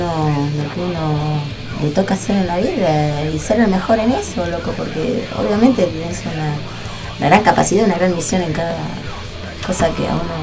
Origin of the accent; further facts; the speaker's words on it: José C. Paz, Buenos Aires Province, Argentina; Bueno, yo soy de José Paz, soy de zona norte